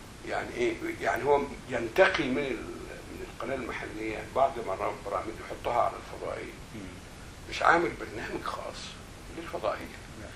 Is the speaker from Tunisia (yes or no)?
no; Egypt; فلما تقول انا مصري عربي في الوقت ده في السبعينات